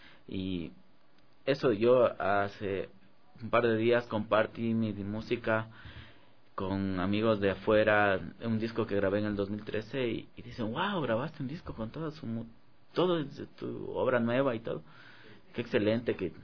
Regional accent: Ecuador; uno no se la termina de creer como guitarrista, como músico ecuatoriano

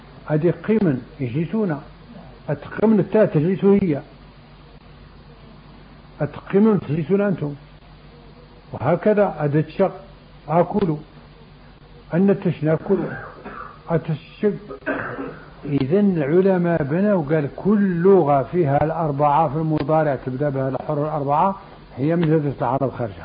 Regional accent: Morocco; لكن جاب الله حنا مغاربة بعدها

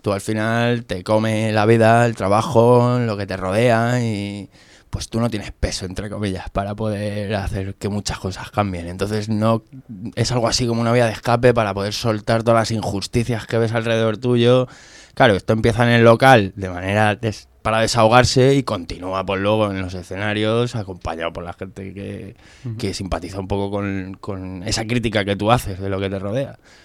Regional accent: Community of Madrid, Spain; yo soy guitarra madrileño

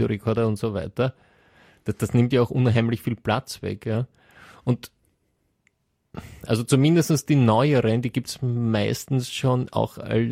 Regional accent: Sweden; aber bei uns in Schweden gibt es natürlich auch Gegenden, wo noch gar kein Internet ist.

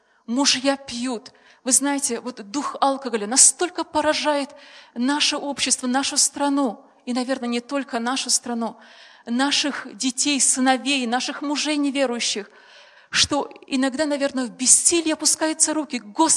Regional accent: Moldova; У нас в семье 9 детей. Я сама родом из Молдавии.

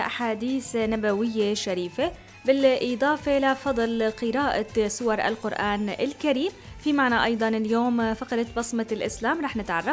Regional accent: Syria; إن شاء الله الفرج رح يكون قريب علينا وعلى بلدنا سوريا

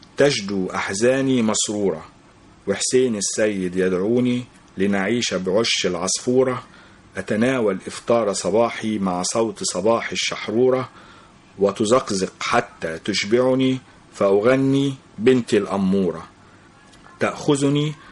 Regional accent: Mansoura, Dakahlia, Egypt; المنصورة دي طبعا ايه يعني عشق الاول، لان فيها جزوري ومسقط رأسي، و يعني رغم ان انا قضيت جزء بسيط من طفولتي فيها

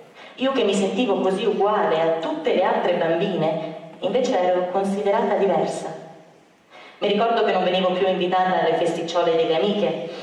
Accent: Milan, Lombardy, Italy; Sono nata a Milano nel 1930 e a Milano ho sempre vissuto. La mia famiglia era ebraica agnostica, cioè non frequentavamo il tempio o ambienti ebraici.

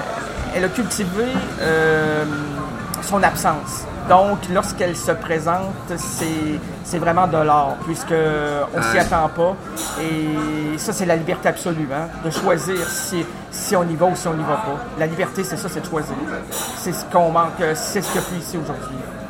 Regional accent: Quebec, Canada; Chez nous, au Québec, c'est très, très humide.

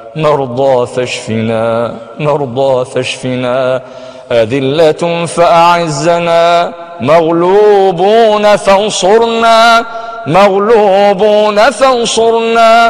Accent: Egypt; اللهم إننا نحب بلدنا مصر

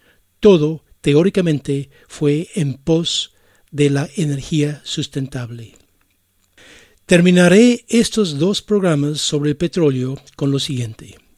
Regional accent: Ireland; Spanish is a second language; Y los invito a escuchar una canción de mi país natal, Irlanda.

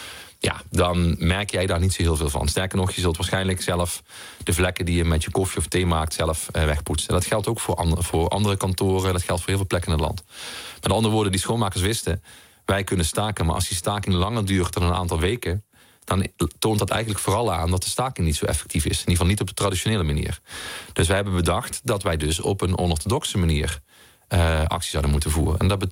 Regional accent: Heerlen, Limburg, Netherlands; Dat is de wijk waar ik ben opgegroeid in Heerlen.

